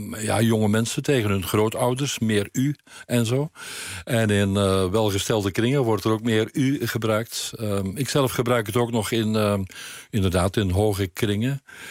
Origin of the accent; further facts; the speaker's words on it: Weelde, Flanders, Belgium; also born or lived in Turnhout; Ik ben in Turnhout geboren, maar in Weelde opgegroeid.